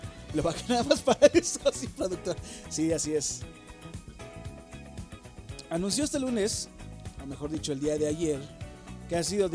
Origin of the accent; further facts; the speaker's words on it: Mexico; por una mala administración que llevamos como mexicanos